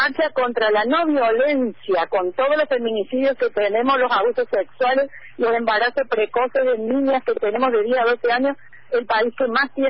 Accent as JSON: {"language": "Spanish", "region": "Córdoba", "country": "Argentina", "also_born_or_lived": "Paraguay", "said": "Yo digo que soy cordoguaya."}